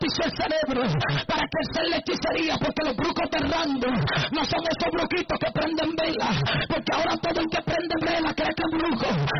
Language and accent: Spanish; Dominican Republic; Nosotros nos criamos todos en República Dominicana, en la mayoría